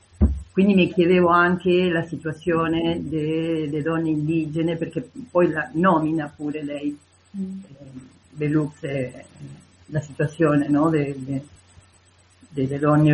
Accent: Argentina; Italian is a second language; io sono argentina

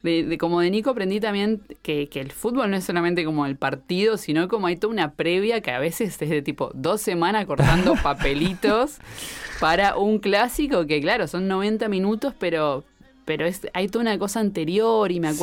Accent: Bahía Blanca, Buenos Aires Province, Argentina; Yo soy de Bahía Blanca, claro. Sí. En Bahía Blanca, cuando yo crecí, había dos equipos grandes

